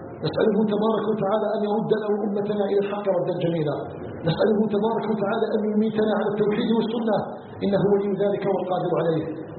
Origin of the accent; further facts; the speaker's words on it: Algeria; أن يجعل بلدنا الجزائر بلدا آمنا مطمئنا